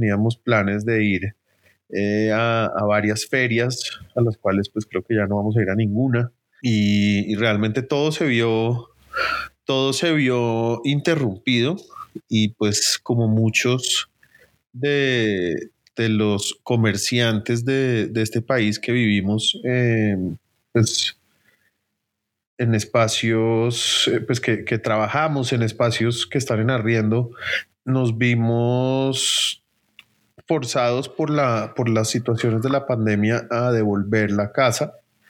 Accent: Bogotá, Colombia; Tengo 35 años. Soy arquitecto de la Universidad de los Andes. Nací en Bogotá, donde he vivido toda mi vida.

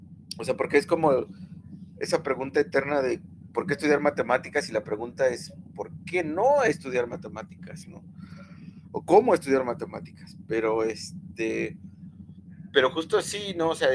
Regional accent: Mexico; yo estoy pensando en la historia de México y digo, güey, o sea, la historia que yo estudié en mi país, que me dio el sistema, pues no explica nada

